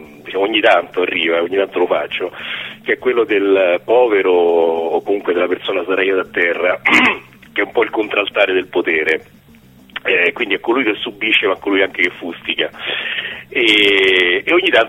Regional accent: Rome, Lazio, Italy; now in Grottaferrata, Italy; Io sono romano, adesso vivo a Grottaferrata, insomma, però ho vissuto tanti anni a Roma.

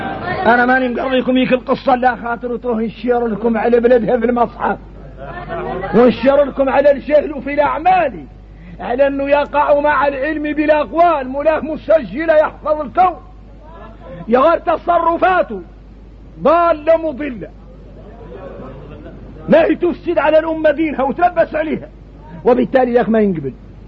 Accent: Mauritania; احنا موريتاني بينا الشدة تجهل الواحد منا

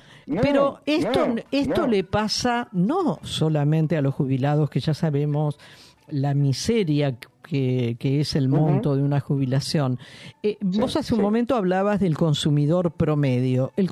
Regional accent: Argentina; El consumidor promedio es el argentino. Somos los argentinos.

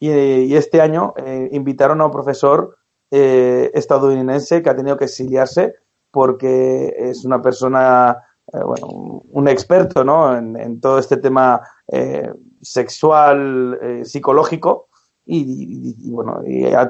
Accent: Spain; cada vez que digo que soy de España

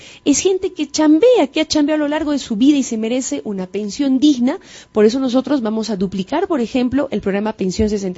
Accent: Cusco, Peru; Yo soy cusqueña, yo soy mamá, soy antropóloga

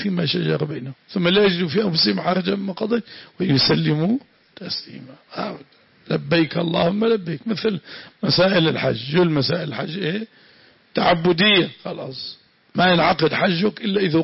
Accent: Syria; صارت بلادنا سوريا أنظف بلد في العالم

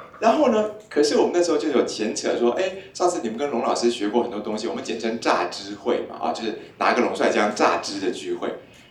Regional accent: Taiwan; 不要说你们大陆人，好像我们台湾人才是人一样，抱歉

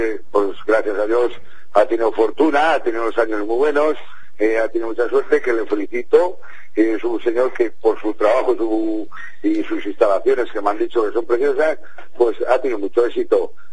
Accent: Spain; Me dio una sorpresa pues enorme, como cualquier español que le pueda tocar.

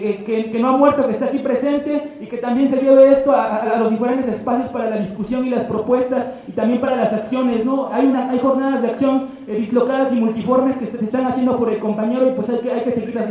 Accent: Oaxaca, Mexico; soy de la Mixteca Baja de Oaxaca.

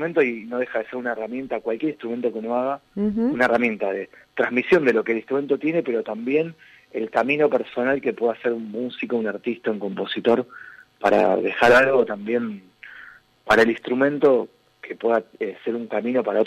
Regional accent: Buenos Aires, Argentina; Bueno, yo soy de Buenos Aires, uh-huh, soy de la ciudad de Buenos Aires, nací acá

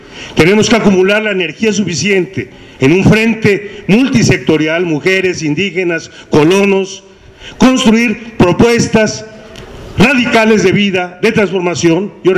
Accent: Mexico; ¿Por qué somos incapaces los mexicanos en esta coyuntura de plantearnos ya alternativas radicales?

